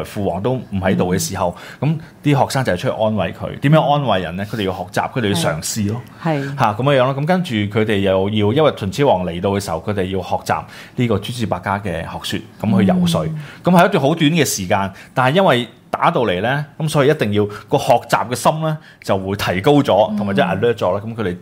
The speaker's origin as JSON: {"language": "Cantonese", "country": "China", "said": "咁我哋覺得我哋都身為中國人"}